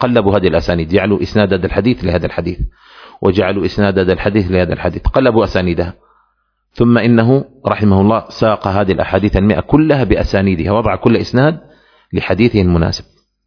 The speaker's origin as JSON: {"language": "Arabic", "region": "Aden", "country": "Yemen", "said": "نحن عندنا في عدن منطقة يقال لها القاهرة"}